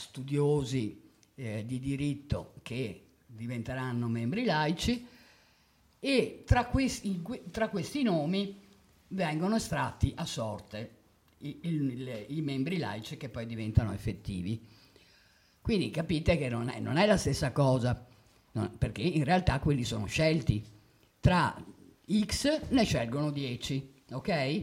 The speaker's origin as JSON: {"language": "Italian", "town": "Padua", "region": "Veneto", "country": "Italy", "said": "pur essendo padovano vi assicuro che non è affatto amico mio."}